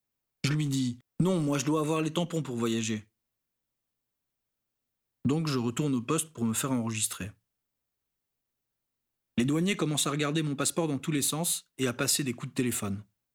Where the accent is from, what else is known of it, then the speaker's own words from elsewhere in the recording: Senegal; Il faut savoir qu'en tant que Sénégalais, j'ai le droit de circuler dans toute l'Afrique de l'Ouest, et ce sans visa.